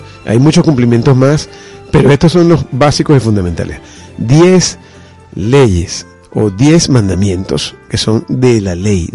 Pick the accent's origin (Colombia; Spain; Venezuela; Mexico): Venezuela; born there; nosotros nacimos aquí, en esta nación. Nacimos en Venezuela. No solamente somos venezolanos porque dice nuestra cédula que somos venezolanos, sino por el sentimiento que nos conecta con nuestra tierra.